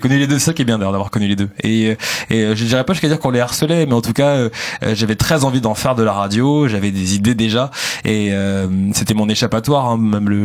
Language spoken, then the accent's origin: French; Sevran, Île-de-France, France; J'ai grandi à Sevran dans le 93.